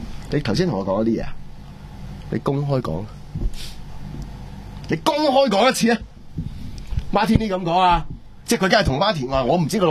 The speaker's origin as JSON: {"language": "Cantonese", "country": "Hong Kong"}